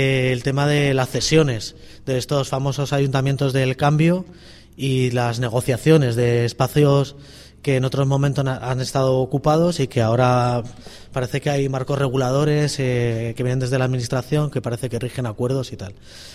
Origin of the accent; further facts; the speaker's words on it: Madrid, Community of Madrid, Spain; Nosotros venimos de Madrid, parte de esa historia de la ocupación por edad no la hemos vivido activamente